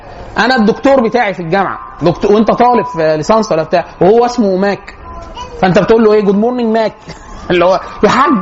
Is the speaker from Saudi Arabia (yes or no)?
no; Egypt; فالبيئات عشان كده مثلا احنا عندنا في مصر يكثر جدا الشخصيه الهستيريه